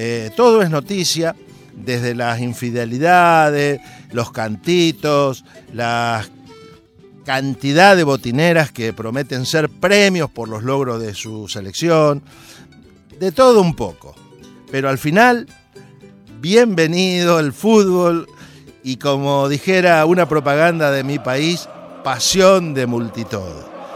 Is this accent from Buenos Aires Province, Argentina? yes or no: no; Santa Fe, Argentina; un grupo de cumbia de allí, de mi país, de la zona de donde vengo yo, de Santa Fe.